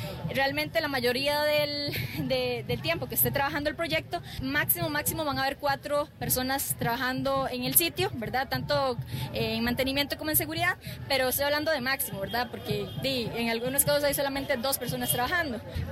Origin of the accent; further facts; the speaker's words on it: Pérez Zeledón, San José, Costa Rica; yo soy de Pérez Celedón, de la comunidad de Cristo Rey de San Pedro, y formo parte del movimiento Ríos Vivos de Costa Rica.